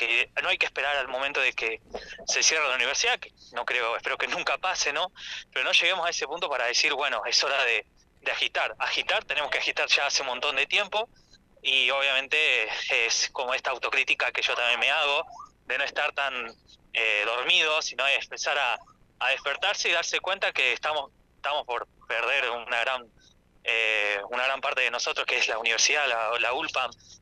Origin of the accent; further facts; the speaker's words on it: Santa Isabel, La Pampa, Argentina; now in Santa Rosa, Argentina; Yo en realidad soy de Santa Isabel, ya estoy en cuarto año de mi carrera en comunicación social, estudiante avanzado por suerte